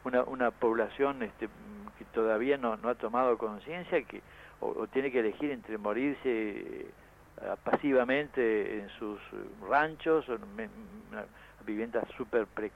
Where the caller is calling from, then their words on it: Oberá, Misiones, Argentina; also born or lived in Buenos Aires; hablando desde Oberá, Misiones. Yo hace unos años que me vine de Buenos Aires para acá, trabajo acá